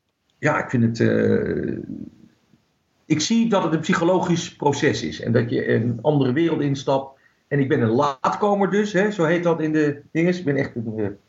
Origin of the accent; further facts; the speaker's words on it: Netherlands; Ja, tuurlijk. Ik ben Nederlander.